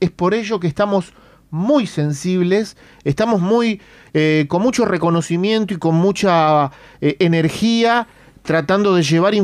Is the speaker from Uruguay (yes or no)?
yes; Uruguay; como comunicador, como uruguayo de origen armenio